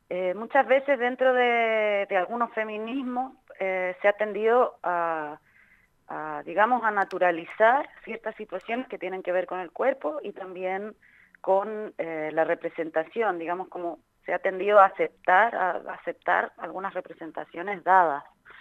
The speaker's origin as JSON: {"language": "Spanish", "country": "Chile", "moved": "yes", "lives_now": "Spain", "said": "soy de Chile, pero vivo en España hace un montón de años"}